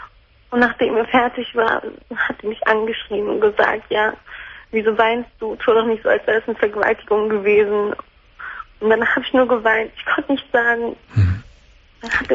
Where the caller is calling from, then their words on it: Kleinbremen, Lower Saxony, Germany; Bei uns in Kleinbremen, dass so, wenn man das einen erzählt, dann wissen das einfach alle.